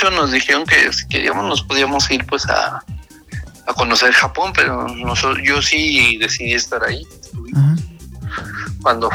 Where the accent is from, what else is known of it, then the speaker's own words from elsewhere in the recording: Mexico; soy el primer mexicano de Mobile.